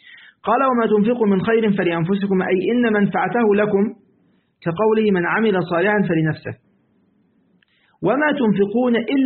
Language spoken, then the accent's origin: Arabic; Egypt; لسه أنا طبعا يعني عندنا في مصر، تمام، أزمة الدولار بقى والذهب خلاص